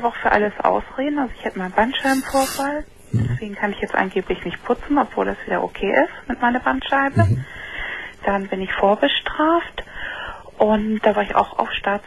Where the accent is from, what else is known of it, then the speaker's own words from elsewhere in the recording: Kiel, Schleswig-Holstein, Germany; Dann, also ich komme aus Kiel, gehe hier schön an Ostsee spazieren, botanischer Garten.